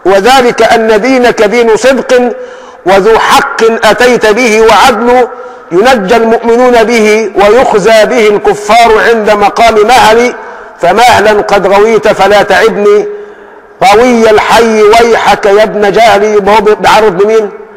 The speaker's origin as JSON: {"language": "Arabic", "country": "Egypt", "said": "اللهم حول حالنا كمصريين إلى أحسن حال."}